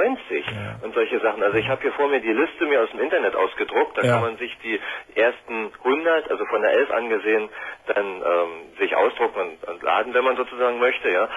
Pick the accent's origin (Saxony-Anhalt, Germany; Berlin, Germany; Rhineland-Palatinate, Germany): Berlin, Germany; Gut, ich bin Berliner